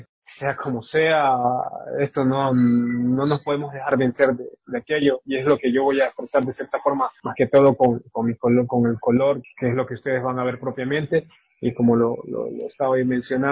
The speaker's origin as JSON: {"language": "Spanish", "town": "Quinindé", "region": "Esmeraldas", "country": "Ecuador", "said": "soy artista propiamente quinindeño. Soy de Quinindet, en este caso pues me toca representar aquí a la provincia de Esmeraldas"}